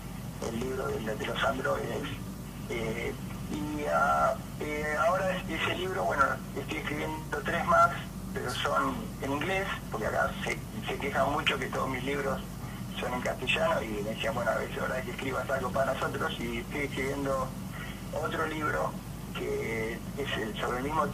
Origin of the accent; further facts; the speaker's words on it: Villa Madero, Buenos Aires Province, Argentina; Te faltó decir que soy oriundo de Villa Madero